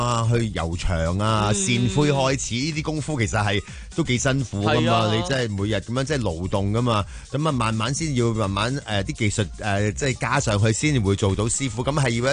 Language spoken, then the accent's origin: Cantonese; Hong Kong; 因为我哋香港人咧有一个咧，其实都唔系话咁好嘅习惯